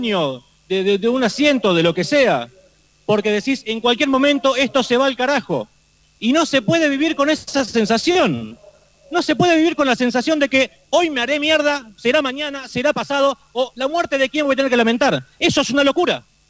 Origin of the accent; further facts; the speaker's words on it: Lomas de Zamora, Buenos Aires Province, Argentina; Yo soy de Lomas de Zamora.